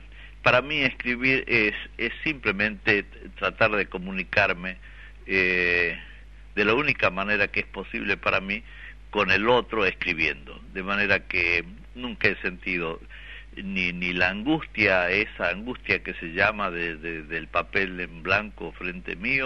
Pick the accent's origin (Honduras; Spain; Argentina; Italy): Argentina; Yala, Jujuy; born there; es un lugar donde yo nací, es un lugar que conozco yo piedra por piedra